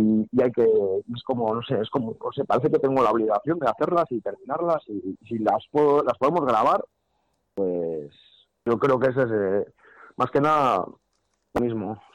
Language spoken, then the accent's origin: Spanish; Zumárraga, Basque Country, Spain; Pues, aquí en Guipúzcoa, si lo que hemos tocado así en Guipúzcoa, aquí en, porque yo soy de Zumárraga